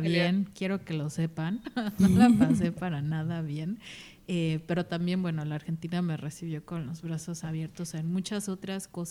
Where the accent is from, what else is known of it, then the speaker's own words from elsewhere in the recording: Mexico City, Mexico; moved away as an adult; las dos somos mexicanas, yo soy de Ciudad de México